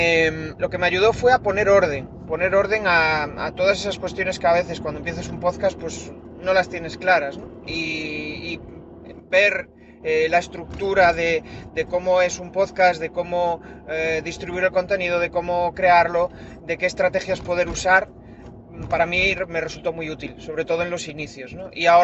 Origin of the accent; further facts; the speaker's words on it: Spain; soy de España